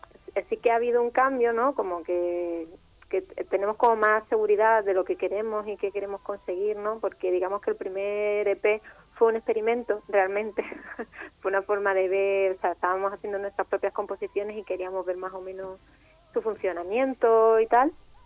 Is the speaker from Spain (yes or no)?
yes; Málaga, Andalusia, Spain; Sí, somos de Málaga.